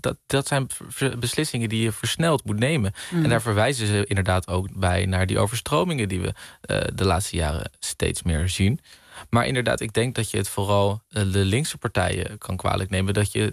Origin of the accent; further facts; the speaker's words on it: Netherlands; Maar ja, wat wij er uiteindelijk als Nederlander, als ondernemer, als MKB van gaan merken